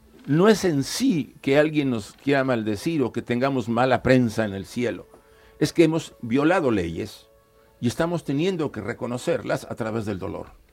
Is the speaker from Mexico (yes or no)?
yes; Mexico; now in Spain; Yo, por ejemplo, vine de México hace bastantes años. Llevo viviendo acá casi más de 15 años, yo creo que más, o hasta 20